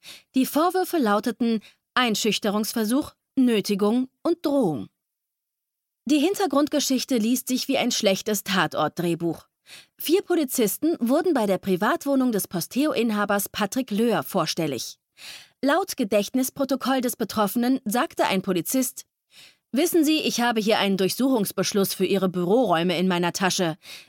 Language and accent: German; Poland; born there; Das gilt auch für mein Geburtsland Polen, wo die Vorratsdatenspeicherung bereits vor vielen Jahren eingeführt wurde.